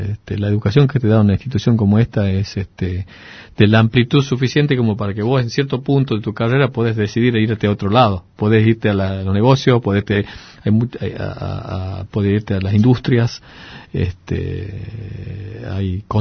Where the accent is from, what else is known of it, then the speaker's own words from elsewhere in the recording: Tucumán, Argentina; moved away; also born or lived in Bariloche; fueron cuando me fui de Tucumán a Bariloche. Esos fueron los tiempos que extrañé. Extrañaba Tucumán.